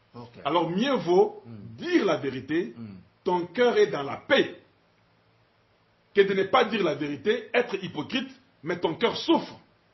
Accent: Katanga, DR Congo; born there; Au Katanga, c'est chez nous. Moi, je suis né au Katanga. C'est chez nous.

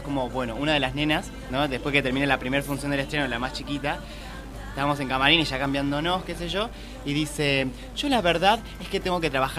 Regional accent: San Juan, Argentina; Yo soy de San Juan y cuando hacía obras en San Juan

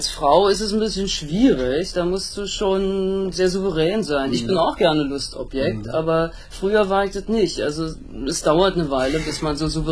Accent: Berlin, Germany; Ich bin in Berlin aufgewachsen, da ist es nicht ganz so schlimm.

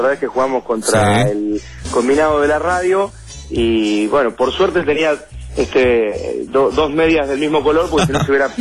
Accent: Haedo, Buenos Aires Province, Argentina; Yo me crié en el oeste, en Aedo, y enfrente de mi casa había un potrero.

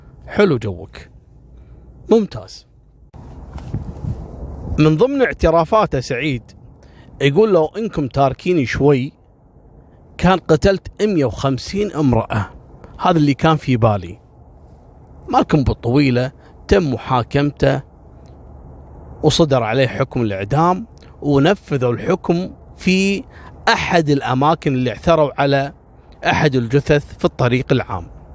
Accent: Kuwait; وكذلك في عندنا وحش حولي اللي كان عندنا في الكويت هني اللي يخطف الصغار في العمر

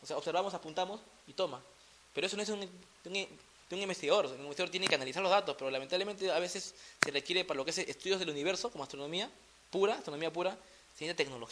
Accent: Peru; acá como peruano

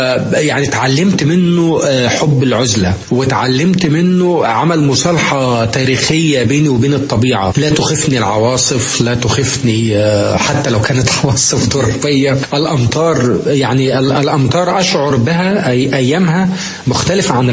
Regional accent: Egypt; لأنه يعني زي ما عندنا في مصر

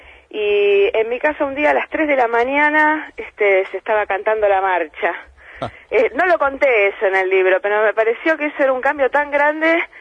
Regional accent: Lomas de Zamora, Buenos Aires Province, Argentina; Quizás eso en Lomas de Zamora, de donde yo soy, no pasa, ¿no?

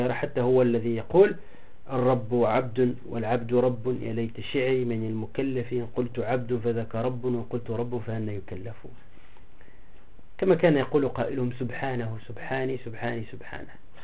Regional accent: Tunisia; ولهذا أنا إذا رأيت عدد القبور عندنا في تونس

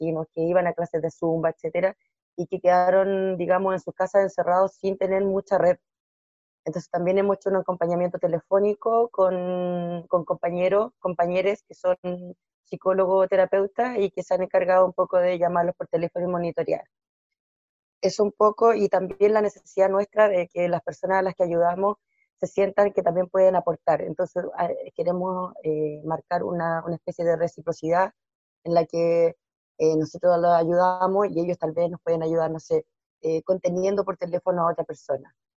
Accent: Valparaíso, Chile; de Cerro Alegre también.

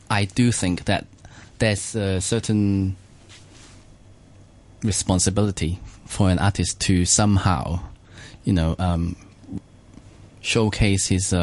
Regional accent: Hong Kong; because I grew up in Hong Kong, and you know how... You know, it's a completely mixed up city.

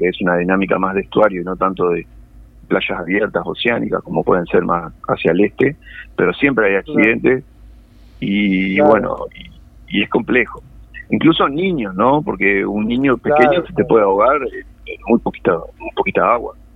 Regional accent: Colonia, Uruguay; now in Canelones, Uruguay; Yo cumplo la función de guardavía desde el 97 en Canelones. Siempre trabajé acá. Si bien soy de Colonia

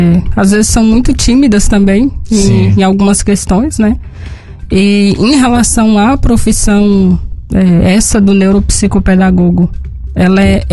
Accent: Setubinha, Minas Gerais, Brazil; also born or lived in Argentina / Brasília; Eu sou daqui de Setubinha.

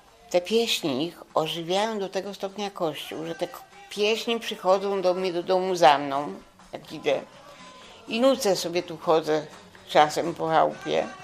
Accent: central Poland, Poland; Dużo ludzi twierdzi, że ja jestem rodowitą Cyganką, a ja z nimi nie mam nic wspólnego, ja jestem z centralnej Polski.

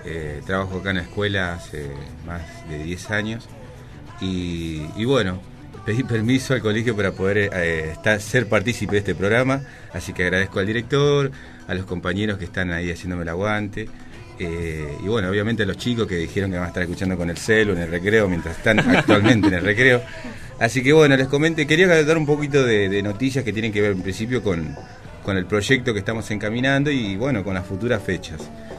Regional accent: José C. Paz, Buenos Aires Province, Argentina; orgulloso de ser de José C. Paz, trabajo en José C. Paz, nací, me crié en José C. Paz, los tres somos de acá

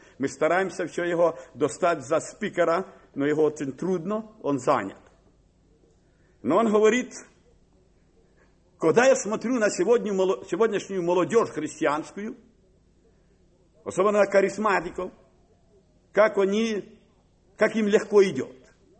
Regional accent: Kharkiv, Kharkiv Oblast, Ukraine; born there; я родился на Украине, в Харькове.

